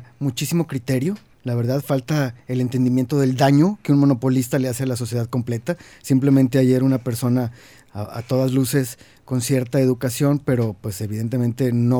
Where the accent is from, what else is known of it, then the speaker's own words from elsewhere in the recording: Monterrey, Nuevo León, Mexico; me da vergüenza decir que soy de Monterrey